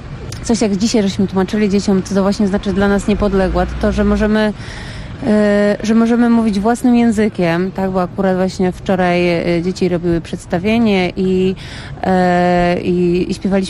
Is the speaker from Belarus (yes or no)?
no; Mexico; Polish is a second language; now in Poland; Ja jestem z Meksyku